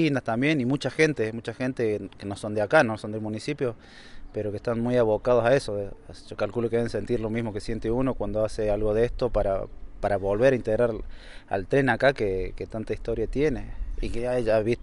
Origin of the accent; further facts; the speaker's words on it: Huerta, Argentina; yo nací en Huerta y hace 6, 7 años que me vine acá a Yardino. Pero he sido más de Yardino porque tengo prácticamente las raíces acá.